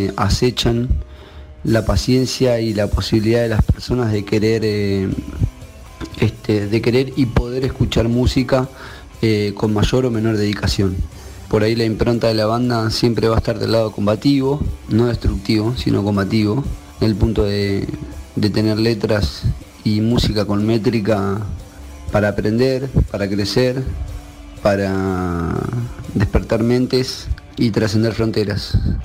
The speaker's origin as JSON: {"language": "Spanish", "town": "Mercedes", "region": "Buenos Aires Province", "country": "Argentina", "said": "somos de la ciudad de Mercedes, provincia de Buenos Aires."}